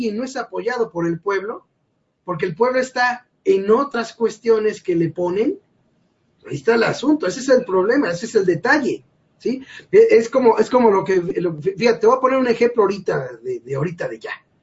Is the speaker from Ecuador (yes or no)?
no; Mexico; Tengo que buscarle, como muchos mexicanos, para irla llevando